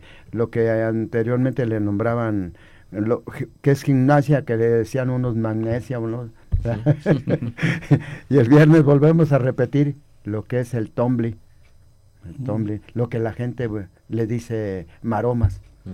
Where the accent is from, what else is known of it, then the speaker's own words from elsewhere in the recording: Ameca, Jalisco, Mexico; A todos mis paisanos, yo soy de Ameca, Jalisco.